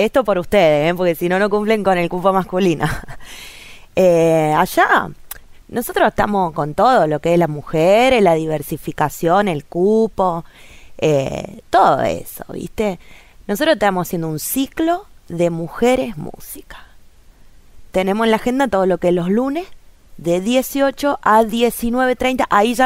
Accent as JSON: {"language": "Spanish", "town": "Villa Mercedes", "region": "San Luis", "country": "Argentina", "said": "Yo soy de Villa Mercedes, de la ciudad de la calle Angosta."}